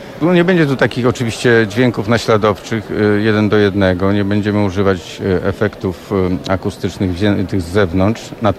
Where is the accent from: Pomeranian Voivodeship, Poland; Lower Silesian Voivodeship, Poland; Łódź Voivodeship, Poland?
Lower Silesian Voivodeship, Poland; Wrocław; also born or lived in Elbląg; Jestem wrocławianinem, który się urodził w Elblągu